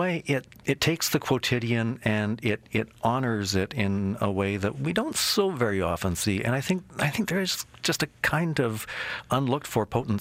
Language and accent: English; Winnipeg, Manitoba, Canada; Well, when I was a child, I used to love to read. I grew up in Winnipeg